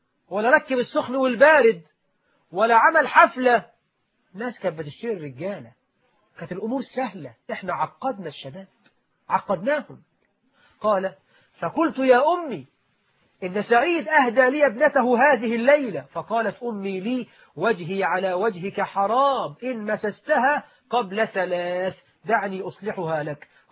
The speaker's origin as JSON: {"language": "Arabic", "country": "Egypt", "said": "طبعا احنا عندنا في مصر الواحد بيتجوز يقعد لك أسبوع ما يخرجش من البيت"}